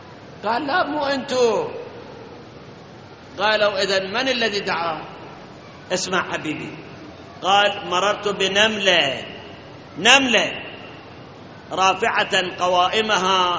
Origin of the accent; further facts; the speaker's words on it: Iraq; مثل ما الآن جفاف الموجود عندنا في العراق